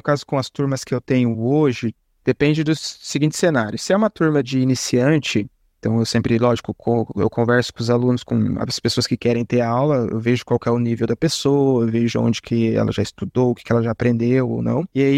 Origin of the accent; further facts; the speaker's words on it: Quebec, Canada; Eu sou de Quebec.